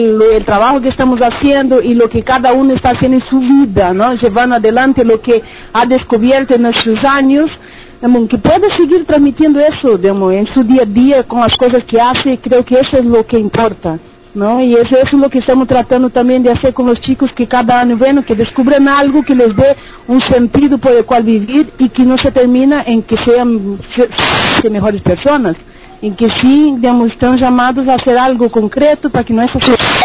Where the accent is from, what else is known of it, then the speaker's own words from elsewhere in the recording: Maringá, Paraná, Brazil; Spanish is a second language; also born or lived in São Paulo; now in Montevideo, Uruguay; soy brasileña de São Paulo, nací en São Paulo, pero fui criada en Maringá, en el estado de Paraná, y ya hace 7 años que vivo en Montevideo.